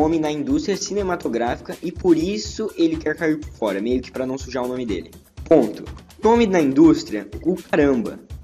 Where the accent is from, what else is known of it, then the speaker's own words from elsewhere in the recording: Guarulhos, São Paulo, Brazil; born there; porque eu nasci em São Paulo, eu nunca falei isso pra você, né?